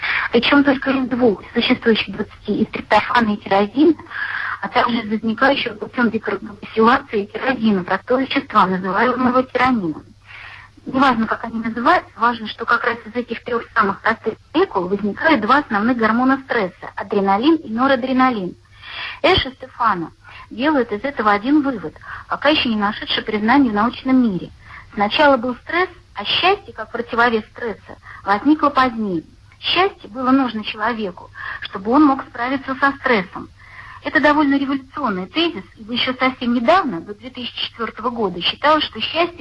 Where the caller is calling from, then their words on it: Nizhny Novgorod, Nizhny Novgorod Oblast, Russia; Здравствуйте, я звоню из Нижнего Новгорода.